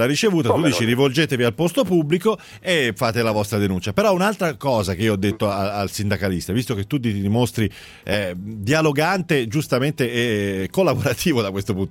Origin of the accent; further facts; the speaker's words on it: Milan, Lombardy, Italy; adesso è una battuta, siamo di Milano entrambi